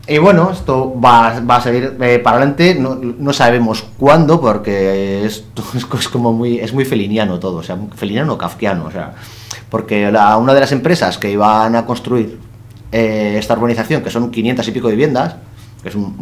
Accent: Portugalete, Basque Country, Spain; yo soy de Portugalete, en concreto Portugalete

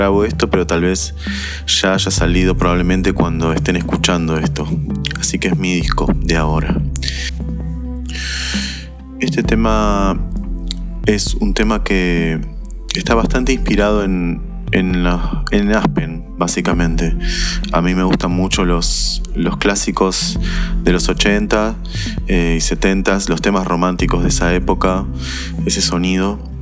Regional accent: Mar del Plata, Buenos Aires Province, Argentina; now in Buenos Aires, Argentina; Soy de Mar del Plata, pero vivo en Buenos Aires.

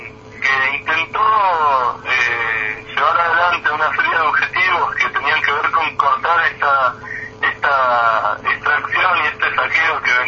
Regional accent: Argentina; nuestra tendencia como argentinos

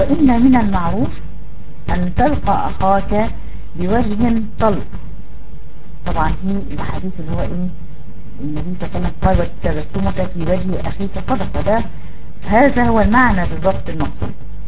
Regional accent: Egypt; الاناء الممتلئ بالماء اللي احنا بنقول عليه عندنا في مصر الجردل

